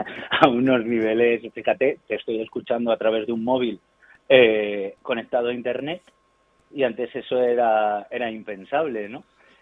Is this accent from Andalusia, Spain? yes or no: yes; Marbella, Andalusia, Spain; now in Madrid, Spain; yo soy de Marbella, de Málaga y me fui a Madrid, aquí es donde vivo, y llevo aquí 23 años